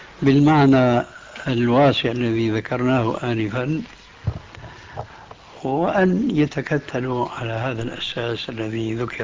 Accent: Syria; كما يقولون عندنا في سوريا

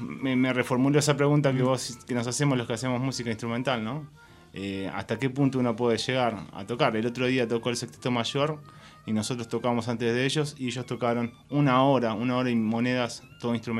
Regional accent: La Plata, Buenos Aires Province, Argentina; Sí, de La Plata.

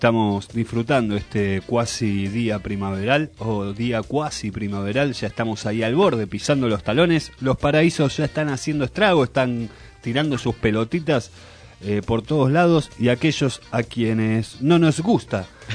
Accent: Tucumán, Argentina; Soy de Tucumán.

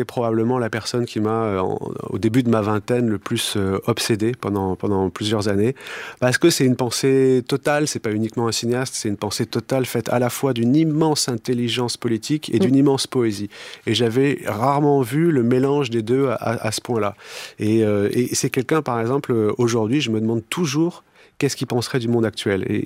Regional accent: Nice, Provence-Alpes-Côte d'Azur, France; Quand on est niçois, le pistou c'est fondamental, vous savez.

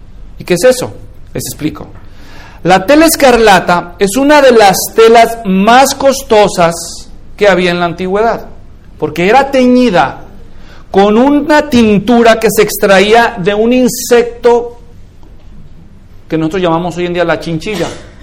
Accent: Guadalajara, Jalisco, Mexico; así funcionaba en México, yo crecí en Guadalajara

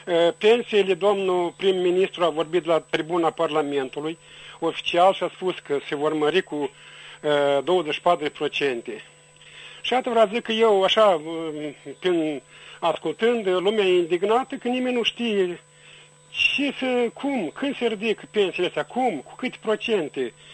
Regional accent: Orhei District, Moldova; din Raionul Orhei.

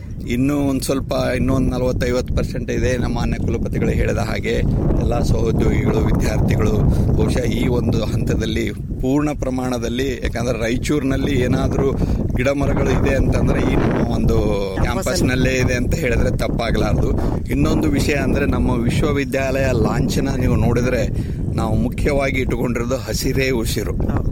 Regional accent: Haridyala, Karnataka, India; ನನ್ನ ಅರ್ಧ ಸಮಯ ಈಗ ರೈತನಾಗಿ ನಮ್ಮ ಊರಿನಲ್ಲಿ ಲಿಂಗಸೂರು ತಾಲೂಕಿನ ಮುದ್ದಗಲ್ಲ ಹತ್ರ ಒಂದು ಇದೇ ಹರಿದ್ಯಾಳ ಅಂತ ಗ್ರಾಮ ಇದೆ, ಅಲ್ಲಿ ನಾನು ಮಾಡ್ತಾ ಇದ್ದೀನಿ.

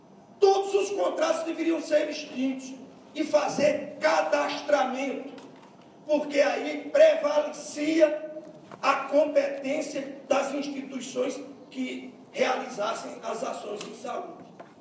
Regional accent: Princesa Isabel, Paraíba, Brazil; O Hospital Princesa Isabel, minha cidade natal

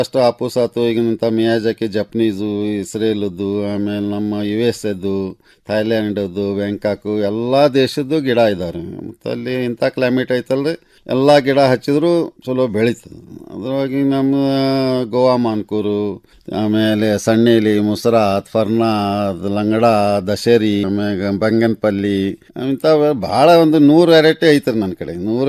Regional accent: Todur, Karnataka, India; now in Dharwad, India; ನಮ್ಮ ಊರು ಮೊದಲಿಗೆ ಫಸ್ಟ್ ಕಾರವಾರ, ಕಾರವಾರದೊಳಗೆ ತೋಡೂರು. ಈಗ ಧಾರವಾಡಕ್ಕೆಲ್ಲನೂ ಎಲ್ಲರೂ ಸೆಟ್ಲ್ ಆಗಿ

